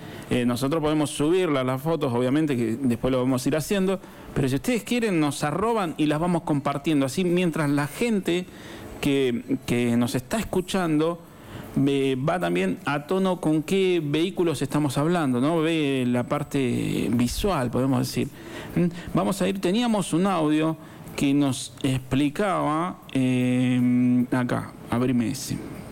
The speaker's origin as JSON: {"language": "Spanish", "region": "La Pampa", "country": "Argentina", "tie": "born there", "said": "vamos a ir para mi provincia, soy nacido en La Pampa"}